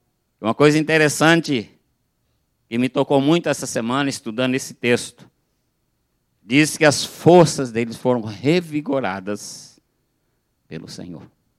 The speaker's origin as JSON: {"language": "Portuguese", "region": "São Paulo", "country": "Brazil", "said": "Eu sou do interior de São Paulo, tá? Da região que fala Porta."}